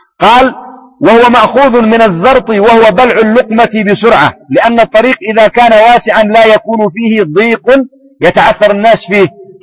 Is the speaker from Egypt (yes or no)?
no; Yemen; هذه لغة صحيحة عندنا في اليمن في بلدي في منطقة، وغالبا في مناطق اليمن،